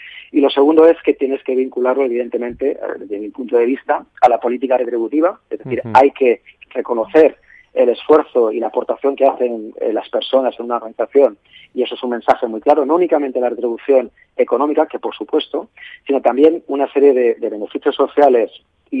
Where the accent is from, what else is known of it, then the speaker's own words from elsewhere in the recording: Valencia, Valencian Community, Spain; yo soy de Valencia, estoy aquí en Valencia